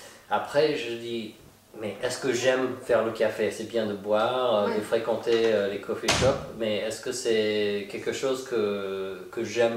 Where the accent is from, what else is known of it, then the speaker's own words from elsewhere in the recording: Santa Fe, New Mexico, United States; French is a second language; moved away as an adult; now in Paris, France; Alors bon, bah, je suis américain. Je viens de Santa Fe, Nouveau-Mexique.